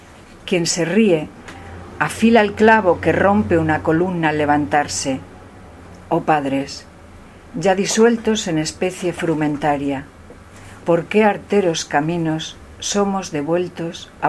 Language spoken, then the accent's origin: Spanish; Castile and León, Spain; Soria es muy fría, mi pueblo es muy frío, o sea, yo hago muchos viajes a esos 9 bajo cero, ¿no?